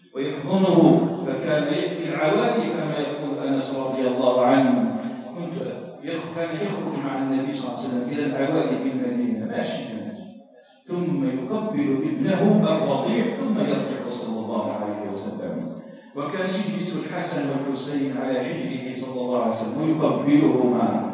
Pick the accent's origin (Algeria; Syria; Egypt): Algeria; اللهم اجعل بلدنا الجزائر بلدا آمنا مطمئنا